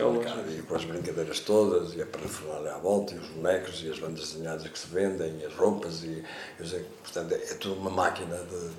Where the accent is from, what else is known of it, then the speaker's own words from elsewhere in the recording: Portugal; quando temos 48 anos de fascismo em Portugal